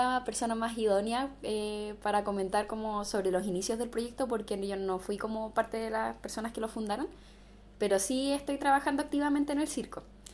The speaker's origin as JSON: {"language": "Spanish", "town": "Santiago", "region": "Santiago Metropolitan", "country": "Chile", "said": "yo soy de Santiago, vine de paso por aquí por Coyhaique"}